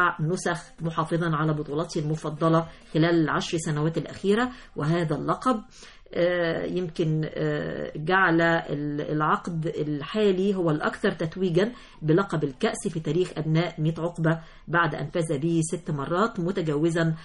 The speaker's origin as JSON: {"language": "Arabic", "country": "Egypt", "said": "احنا كلنا في الآخر وفي الأول احنا كلنا مصريين"}